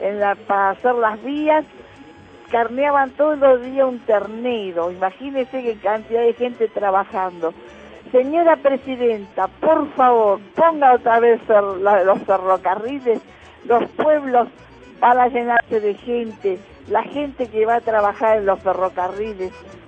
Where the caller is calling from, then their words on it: Agronomía, Buenos Aires, Argentina; de Agronomía